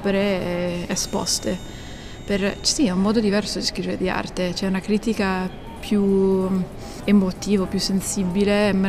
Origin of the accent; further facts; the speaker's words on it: United States; Sì, sono statunitense proprio in realtà.